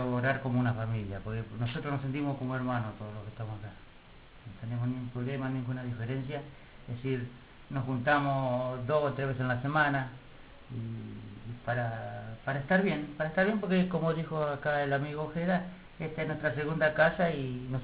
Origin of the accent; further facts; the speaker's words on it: Argentina; para demostrar que realmente somos argentinos